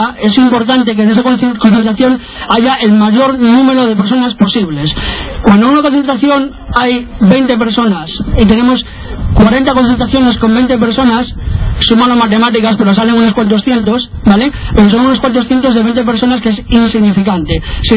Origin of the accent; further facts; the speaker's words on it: Langreo, Asturias, Spain; yo soy de las cuencas, yo soy de Langreo. Para mí ir a Langreo, tengo la posibilidad, yo soy de un pueblecito de Langreo, de Villa